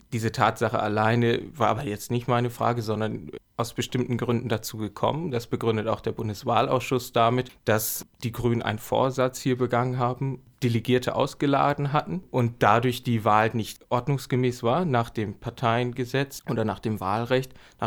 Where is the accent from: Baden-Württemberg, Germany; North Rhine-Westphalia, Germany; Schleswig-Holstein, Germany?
Schleswig-Holstein, Germany; Flensburg; Ich komme aus Flensburg eigentlich.